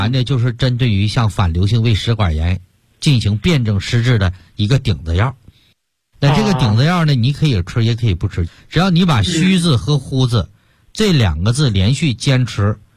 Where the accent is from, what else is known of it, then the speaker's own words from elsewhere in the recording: Yanbian, Jilin, China; 像我们延边人比较爱吃牛肉了